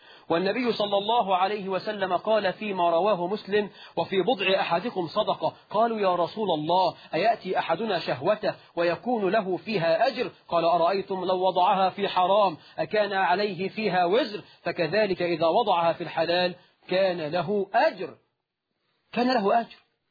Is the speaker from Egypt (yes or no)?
yes; Egypt; إحنا في الريف عندنا في مصر وفي الصعيد